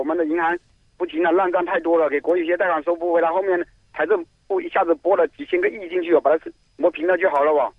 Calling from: Jiangsu, China; 在江苏。

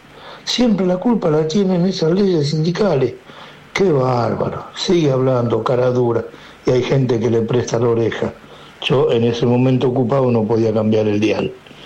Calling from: Buenos Aires, Argentina; de Saavedra.

